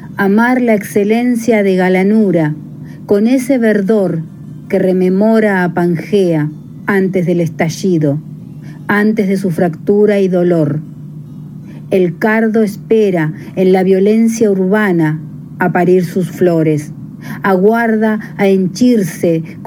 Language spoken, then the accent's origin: Spanish; La Plata, Buenos Aires Province, Argentina; now in Buenos Aires, Argentina; soy platense, poeta y bibliotecaria anarquista, viviendo en Constitución estos últimos años